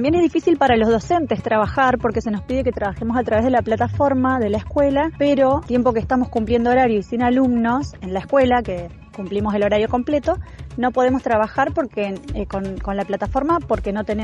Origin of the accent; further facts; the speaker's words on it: General Roca, Río Negro, Argentina; Soy de General Roca y que queda en Río Negro, en el Alto Valle de Río Negro.